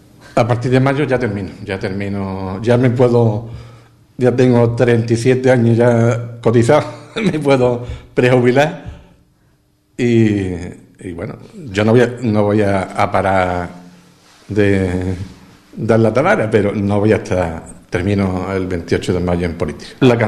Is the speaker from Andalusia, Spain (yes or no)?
yes; Ubrique, Andalusia, Spain; agradecer de corazón el apoyo que siempre los ubriqueños me han dado. Eso es un verdadero orgullo, haber defendido los intereses de mi pueblo.